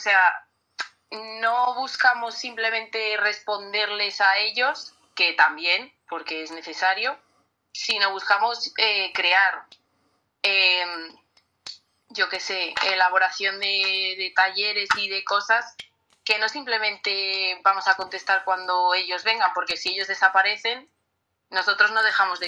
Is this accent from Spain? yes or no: yes; Valladolid, Castile and León, Spain; Pues somos un colectivo juvenil, somos de Valladolid.